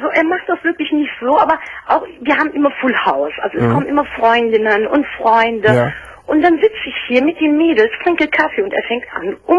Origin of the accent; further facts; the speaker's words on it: Turkey; German is a second language; now in Germany; ich komme aus dem Süden, sprich aus der Türkei.